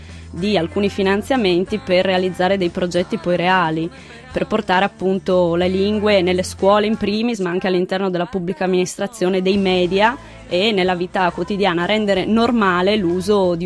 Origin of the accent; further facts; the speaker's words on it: Friuli-Venezia Giulia, Italy; first language Friulian; per noi friulani è interessante quando andiamo in Catalogna e tra noi parliamo friulano regolarmente